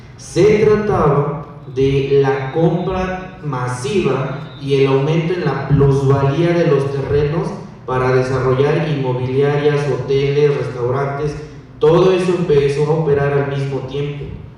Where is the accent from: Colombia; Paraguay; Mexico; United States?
Mexico; Tepetlaoxtoc, State of Mexico; yo no soy de Atenco, soy de Tepetlostoc, una comunidad de la montaña